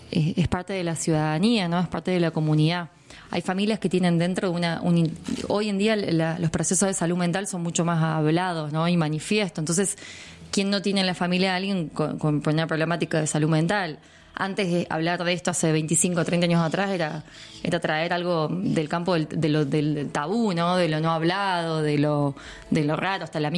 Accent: Villa Mercedes, San Luis, Argentina; Yo me acuerdo cuando era chica que en Villa Mercedes estaba la loca del barrio.

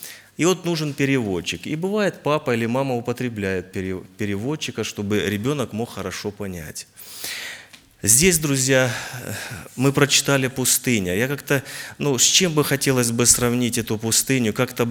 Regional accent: Luhansk Oblast, Ukraine; Я с Украины, с Луганской области. Город Луганский, есть это областной центр, и я сам с области. Женат, у меня трое детей, в церкви служения Благовестника.

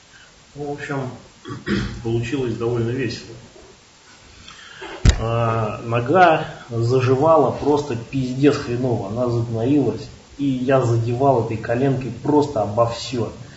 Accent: Ryazan, Ryazan Oblast, Russia; он говорит, ну что, ты откуда? Я вот из Рязани.

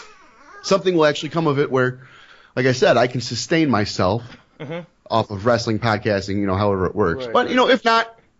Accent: Missouri, United States; Technically speaking, I'm from Missouri. It is the show me state.

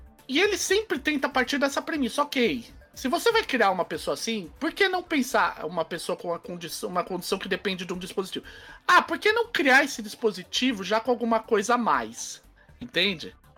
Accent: São Paulo, Brazil; Sou de São Paulo, isso dá gatilho em mim também.

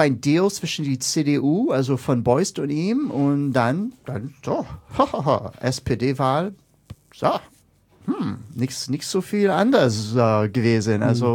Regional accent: Washington, District of Columbia, United States; German is a second language; ich komme aus Washington D.C., ist neben Baltimore.

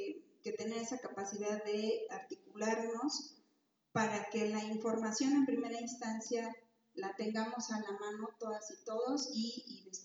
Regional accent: Mexico City, Mexico; vengo de la Ciudad de México, soy cooperativista.

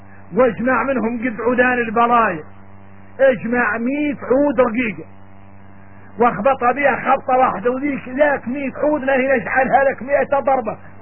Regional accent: Mauritania; احنا موريتاني

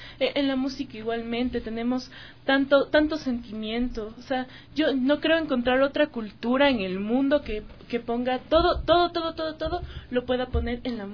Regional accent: Ecuador; yo me voy al mercado y me como un hornado súper rico, y eso se hace en mi país, se hace en mi tierra.

